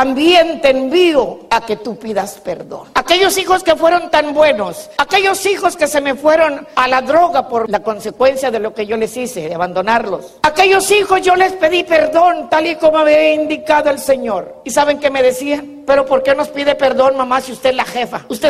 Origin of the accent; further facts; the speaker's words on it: Mexico; porque yo soy mexicana, no porque tenga Davis. No, hombre, soy mexicana y como mexicana conozco mi cultura.